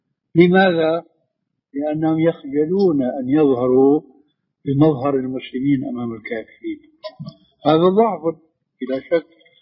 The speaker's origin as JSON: {"language": "Arabic", "country": "Syria", "said": "لكن كما يقولوا عندنا في الشام بده هز كتاب بده حركه."}